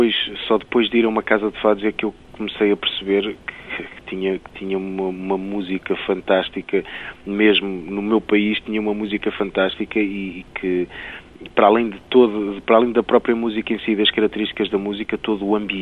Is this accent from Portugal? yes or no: yes; Arcos de Valdevez, Viana do Castelo, Portugal; also born or lived in Amarante; Eu venho de Arcos de Alvés, mas nasci em Amarante. Vivi em Amarante até aos 8 anos, depois vivi mais 8 anos em Arcos de Alvés.